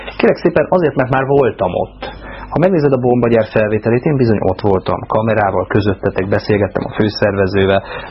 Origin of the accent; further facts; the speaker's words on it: Budapest, Hungary; azokkal, akik tényleg 13. kerületiek. Jó? Mert az egy, hát most már nem munkás kerület, de mi még abban nőttünk föl